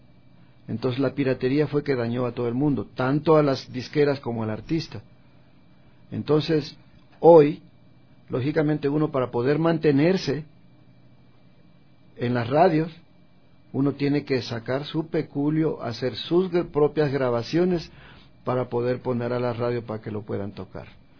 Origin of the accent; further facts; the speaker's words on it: Ecuador; al joven hay que inculcarle que somos ecuatorianos y que como ecuatorianos tenemos una identidad